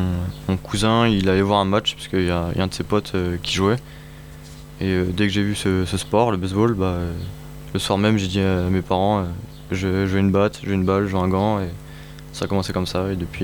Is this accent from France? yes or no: yes; Chartres, Centre-Val de Loire, France; now in Montpellier, France; je suis originaire de Chartres. Je suis arrivé à Montpellier pour changer un peu d'environnement, de club.